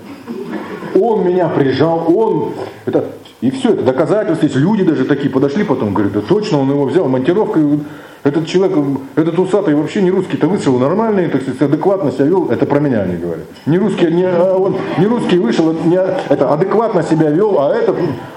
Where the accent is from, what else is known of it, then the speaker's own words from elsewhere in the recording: Russia; Я обычный человек. Я обычный россиянин.